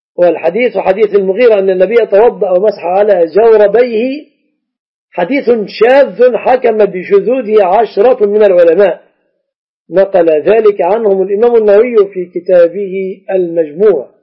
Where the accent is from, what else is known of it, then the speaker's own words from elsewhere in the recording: Egypt; وأنت مذهبت بمذهبك الحنبلي وجئت إلى بلادنا مصر، لما تلزمني بمذهبك الحنبلي؟